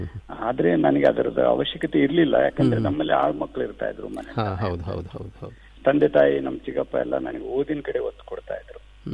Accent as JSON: {"language": "Kannada", "town": "Budagumpa", "region": "Karnataka", "country": "India", "tie": "born or raised there", "said": "ನಾನು ಹಳ್ಳಿಯಲ್ಲೇ ಹುಟ್ಟಿ ಕನ್ನಡ ಮೀಡಿಯಂದಲ್ಲೇ ನಾನು ಓದ್ದವನು. ಅಲ್ಲೇ ಒಂದು ಗಂಗಾವತಿ ಹತ್ರ ಕಾರ್ಟಿಗೆ ಬೂದ್ಗುಂಪ ಅಂತ ಒಂದು ಊರಿಂದ"}